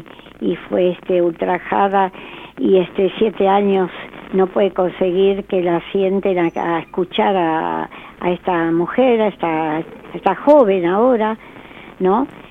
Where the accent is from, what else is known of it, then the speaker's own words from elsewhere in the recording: Argentina; Quiero como argentina aportar.